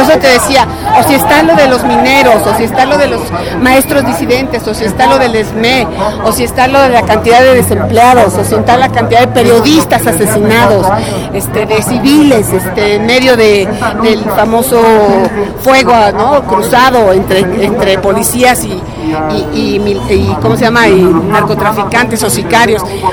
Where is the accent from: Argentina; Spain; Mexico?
Mexico; todos nosotros como mexicanos, nuestro nivel de vida, nuestra cotidianidad, nuestra vida cotidiana está hecha mierda